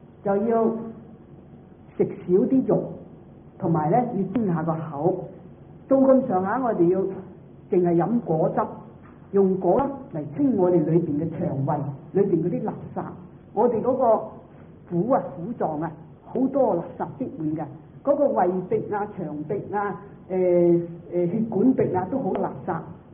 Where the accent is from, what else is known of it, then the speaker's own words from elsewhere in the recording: Guangdong, China; 我哋廣東人就講大話咧，妄語。